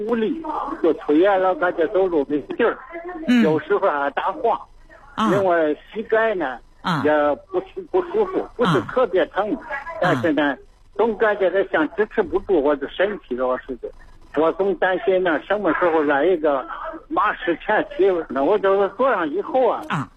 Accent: Beijing, China; 我是北京的患者。

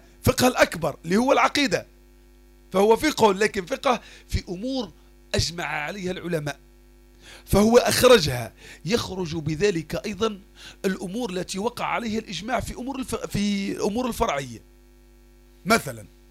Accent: Algeria; وموجودة حتى عندنا في الجزائر احدى الطائرات اللي طاحت هذيك كاين واحد حي

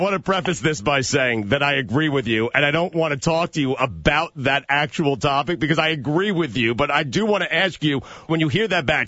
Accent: Long Island, New York, United States; And that's where I grew up, dog. So I grew up listening to you out in Long Island.

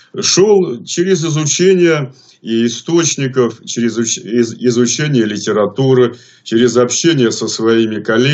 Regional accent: Saint Petersburg, Russia; born there; но бабушка с дедушкой у меня из Витебской области. Сам я родился в Ленинграде.

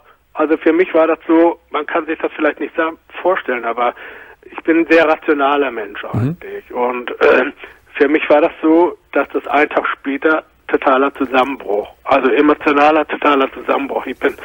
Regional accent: Hamburg, Germany; also ich komme aus Hamburg

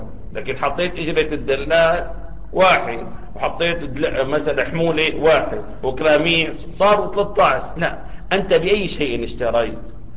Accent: Syria

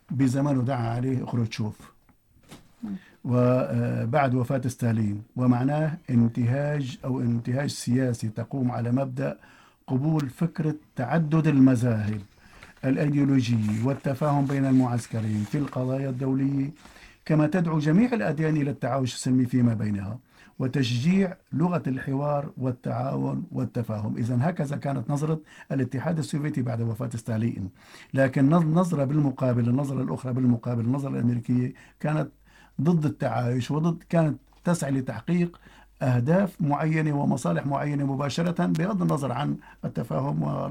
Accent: Syria; يعني ليس عندنا في سوريا فقط وإنما

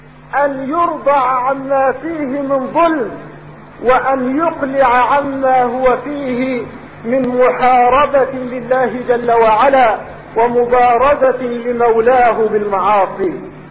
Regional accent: Egypt; يريدون اليوم ان تحيا في بلادنا

